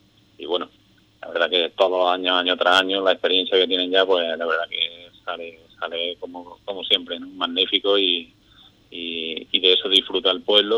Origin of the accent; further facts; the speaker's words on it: Andalusia, Spain; yo siendo andaluz